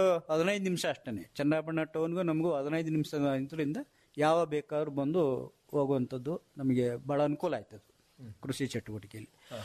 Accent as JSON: {"language": "Kannada", "town": "Madihalli", "region": "Karnataka", "country": "India", "tie": "born or raised there", "said": "sir ನಾವು ಪ್ರಾಥಮಿಕ ಶಾಲೆಯನ್ನು ಮಾದಿಹಳ್ಳಿ ನಮ್ಮೂರಲ್ಲೇ 1-4 ತರಗತಿ"}